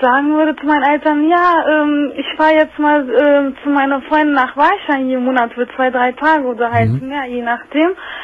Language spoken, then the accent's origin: German; Turkey; now in Berlin, Germany; Wir kommen aus der Westtürkei